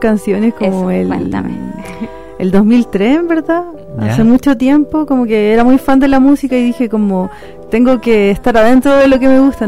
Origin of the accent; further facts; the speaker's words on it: Santiago Metropolitan, Chile; yo soy de Gran Avenida.